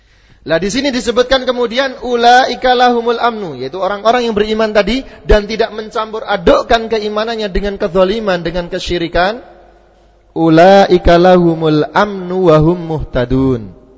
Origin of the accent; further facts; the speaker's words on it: Java, Indonesia; maaf saja karena saya kebetulan orang Jawa, sakpenake dhewe, ya.